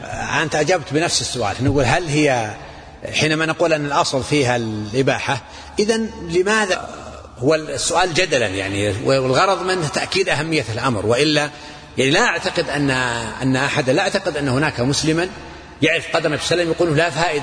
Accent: Najd, Saudi Arabia; يعني عندنا مثلا عندنا في نجد بعض البيئات يسمون الأم

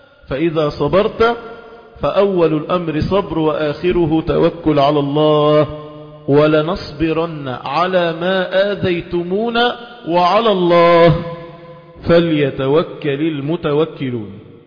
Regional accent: Egypt; ده احنا شرفنا كمصريين

